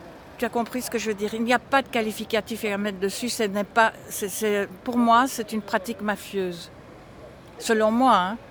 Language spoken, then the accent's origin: French; Belœil, Wallonia, Belgium; parce qu'on vient de Belœil et lui de plus loin